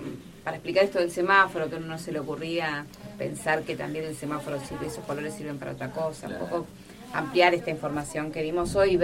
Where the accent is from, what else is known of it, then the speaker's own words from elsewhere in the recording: Buenos Aires, Argentina; born there; Yo nací en Buenos Aires, pero mi familia, mis abuelos, mis tatarabuelos son todos de Santiago del Estero, de la zona norte